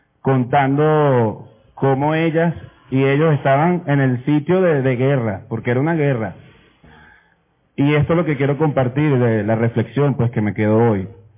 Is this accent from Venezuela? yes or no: yes; Capital District, Venezuela; yo vengo del Valle, yo soy del Valle, de la parroquia del Valle.